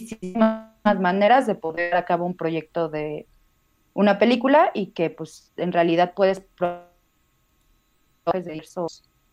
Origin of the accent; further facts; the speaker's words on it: Guadalajara, Jalisco, Mexico; originalmente sí soy de Guadalajara.